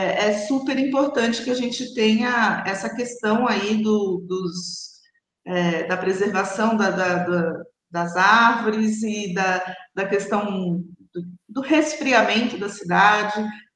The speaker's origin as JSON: {"language": "Portuguese", "region": "São Paulo", "country": "Brazil", "tie": "born or raised there", "said": "Eu sou paulistana, nasci aqui, fui criada aqui, então assim, eu conheço bem a nossa cidade, conheço vários bairros"}